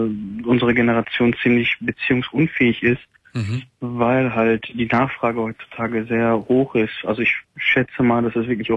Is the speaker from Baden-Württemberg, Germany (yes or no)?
no; Gelsenkirchen, North Rhine-Westphalia, Germany; Und ich komme ja aus Kreis Gelsenkirchen, die Ecke